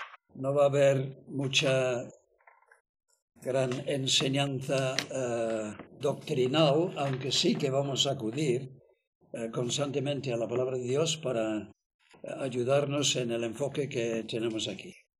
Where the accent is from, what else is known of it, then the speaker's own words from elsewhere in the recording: England, United Kingdom; first language en; Spanish is a second language; Tener en cuenta que yo soy inglés. Y entonces el español es mi segundo idioma, no es el primero.